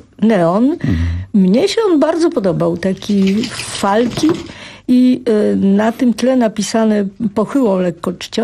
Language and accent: Polish; Warsaw, Masovian Voivodeship, Poland; Wychowałam się w czasach, kiedy no, Warszawa nie miała zbyt wielu neonów